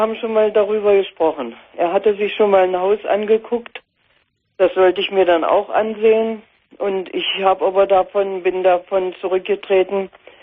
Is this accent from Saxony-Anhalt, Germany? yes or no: yes; Saxony-Anhalt, Germany; Er ist aus dem Harz und ich bin aus der Magdeburger Börde.